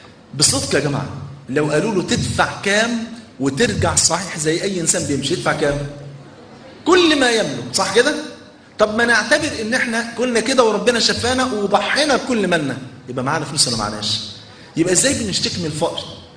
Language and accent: Arabic; Egypt; ده عندنا في مصر